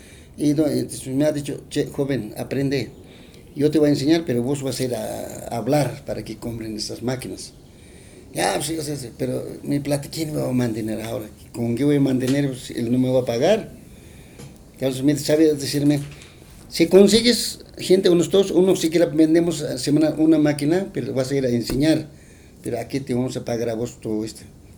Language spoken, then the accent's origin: Spanish; Guatajata, La Paz, Bolivia; yo tengo puro en mi pueblo de Guatajata, mis familiares, mis cuñados, todos hacen tejido.